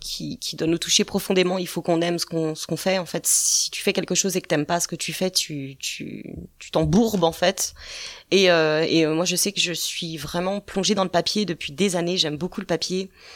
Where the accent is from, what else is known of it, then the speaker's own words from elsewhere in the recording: Saint-Étienne-lès-Remiremont, Grand Est, France; also born or lived in Paris; Je suis de Saint-Étienne-lès-Miremont à la base. Je suis partie pendant une quinzaine d'années à Paris. Et comme on dit, j'ai fait un retour aux sources. Donc de retour sur Miremont depuis 4 ans.